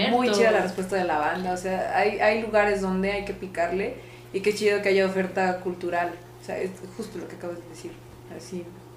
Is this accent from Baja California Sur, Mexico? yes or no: no; Toluca, State of Mexico, Mexico; Yo soy de Toluca, hija, no me interesa.